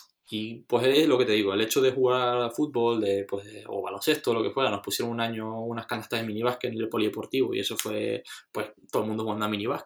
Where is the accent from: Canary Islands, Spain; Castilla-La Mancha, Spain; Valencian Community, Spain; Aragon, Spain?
Canary Islands, Spain; Granadilla de Abona; yo, por ejemplo, en Granadilla no hay ni un sitio donde salir, o sea, te tenías que coger el coche sí o sí para ir de fiesta